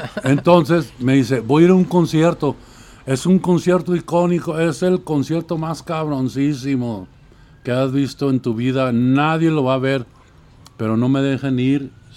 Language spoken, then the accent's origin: Spanish; Gómez Palacio, Durango, Mexico; now in Guadalajara, Mexico; soy originario de Gómez Balazos, Durango. Porque ya no se le llama Gómez Palacios.